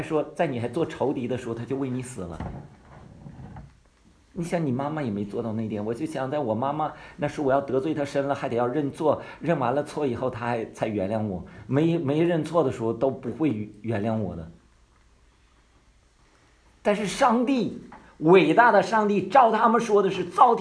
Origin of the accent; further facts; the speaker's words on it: Northeast China, China; 因为我原来是无神论者嘛哈，我对宗教是没有好印象的。我是农村长大的，你知道在东北叫跳大神的哈。